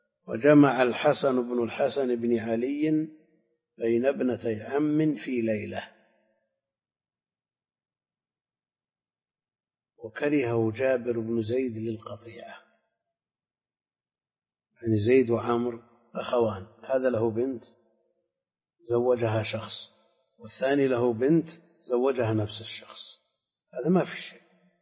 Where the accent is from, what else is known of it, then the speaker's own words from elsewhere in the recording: Al-Qassim, Saudi Arabia; لا، عندنا في القصيم كثير تزوج اثنتين